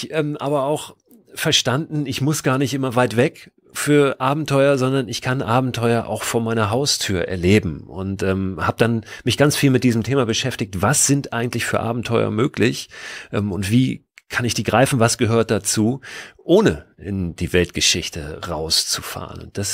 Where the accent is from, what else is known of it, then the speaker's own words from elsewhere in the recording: Berlin, Germany; born there; Ich bin in der Tat auch in West-Berlin geboren. Also ich habe meine ersten 4 Lebensjahre in der Ecke Zehlendorf, Grunewald da verbracht.